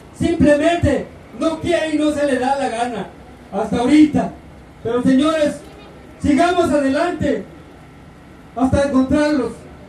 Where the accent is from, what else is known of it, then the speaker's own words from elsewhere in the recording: Mexico; Yo como mexicano siempre me he sentido indignado de esta clase de porquería que existe de gobierno.